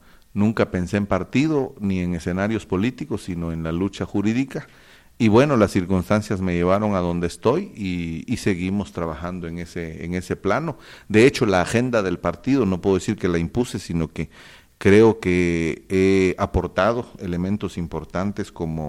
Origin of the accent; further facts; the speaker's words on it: Cobán, Alta Verapaz, Guatemala; born there; soy abogado, nací en Cobán